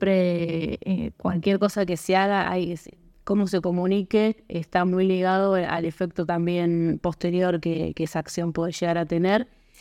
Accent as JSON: {"language": "Spanish", "town": "Tres Arroyos", "region": "Buenos Aires Province", "country": "Argentina", "lives_now": "Bahía Blanca, Argentina", "said": "yo soy de Tres Arroyos, me vine a vivir a Bahía Blanca y empecé a estudiar una carrera"}